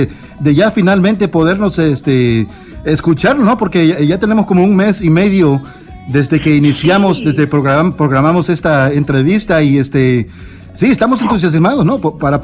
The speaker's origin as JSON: {"language": "Spanish", "country": "El Salvador", "said": "Yo también soy de El Salvador"}